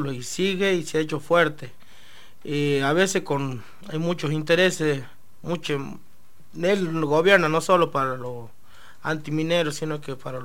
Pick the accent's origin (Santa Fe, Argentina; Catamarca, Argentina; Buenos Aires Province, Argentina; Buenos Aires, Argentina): Catamarca, Argentina; Andalgalá; moved away; yo me tengo que venir de Andalgalá para ser profesional, para buscar un futuro, ¿me entendés? Y yo mismo me estoy pagando el edificio porque es de mi tierra